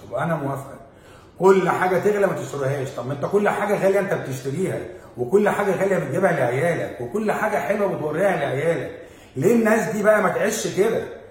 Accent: Egypt; اهم حاجه بالنسبه لنا احنا كمصريين كلمه الشعب

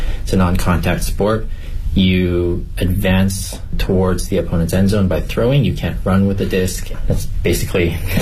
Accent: Vancouver, British Columbia, Canada; now in Beijing, China; I have been in Beijing for about 2.5 years. I am from Vancouver, Canada, and I'm here working.

